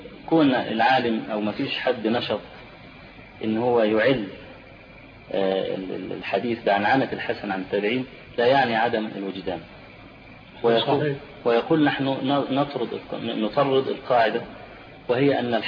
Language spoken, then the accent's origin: Arabic; Egypt; فيه بعض الناس عندنا في مصر اعترض على هذا